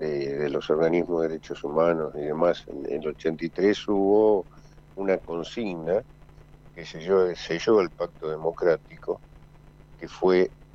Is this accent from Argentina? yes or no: yes; Argentina; Desgraciadamente luego me enteré de los hechos posteriores, como tantos argentinos, por la televisión.